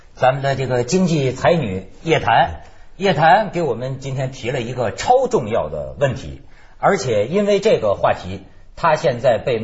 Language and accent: Chinese; Shandong, China; 我的老家，我们老家先玩。